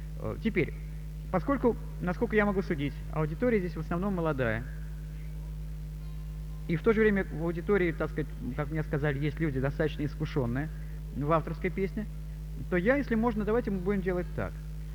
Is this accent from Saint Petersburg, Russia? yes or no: yes; Leningrad, Saint Petersburg, Russia; moved away as an adult; now in Moscow, Russia; Я ленинградец, родился и прожил 40 лет жизни в этом городе. Сейчас вот я живу и работаю в Москве